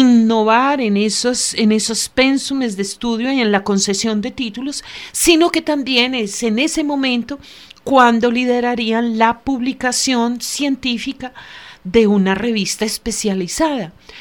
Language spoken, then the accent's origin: Spanish; Antioquia, Colombia; somos antioqueños y entendemos ese proceso histórico.